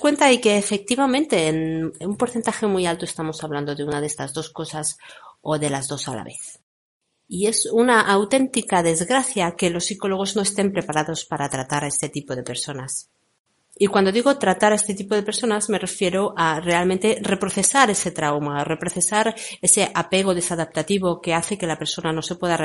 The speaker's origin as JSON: {"language": "Spanish", "country": "Spain", "said": "porque yo particularmente soy de España, pero lo he visto en otros países"}